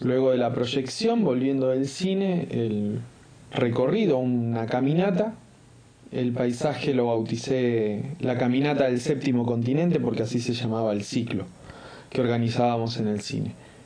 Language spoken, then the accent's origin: Spanish; Córdoba, Argentina; now in Rosario, Argentina; Vengo de una ciudad muy pequeña, del interior de Córdoba, pero me gusta estar en la ciudad, en esta ciudad donde vivo actualmente, que es la ciudad de Rosario.